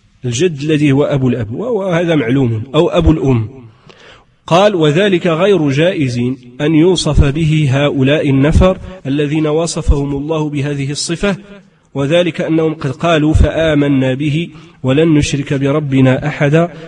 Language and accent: Arabic; Morocco; accent: Moroccan Arabic; ويقال له بدارجتنا العامية يعني المغربية يقال له الزهر